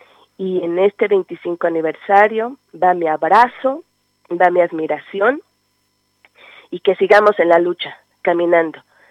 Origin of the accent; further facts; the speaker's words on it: Chiapas, Mexico; Yo soy chiapaneca y estudiaba en la universidad